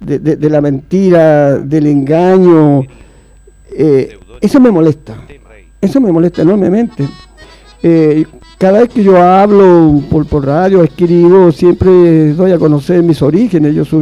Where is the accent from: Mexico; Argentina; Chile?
Chile; situaciones históricas que me tocó vivir como persona, como chileno